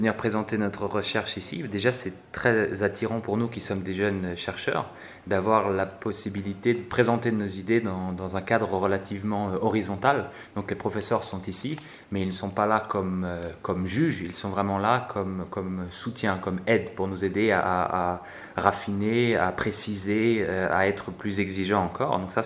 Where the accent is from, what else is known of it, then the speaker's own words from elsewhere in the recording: France; now in Germany; En effet, je suis français. Je fais pour le moment mon doctorat en Suisse, dans une université de langue allemande qui est située à Saint-Gall, dans les montagnes du nord de la Suisse. Et je vis de l'autre côté du lac de Constance, donc en Allemagne.